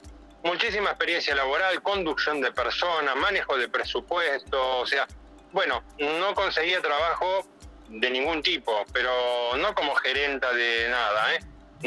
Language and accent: Spanish; San Martín, Buenos Aires Province, Argentina; Yo soy de la Municipalidad de San Martín, en la provincia de Buenos Aires